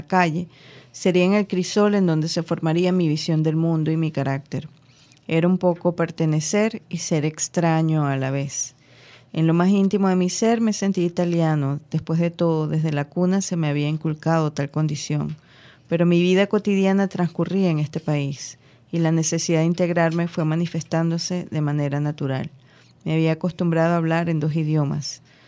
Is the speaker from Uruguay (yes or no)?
no; Venezuela; yo soy venezolana, yo no tengo que hablar, no sé qué, en ruso y tal.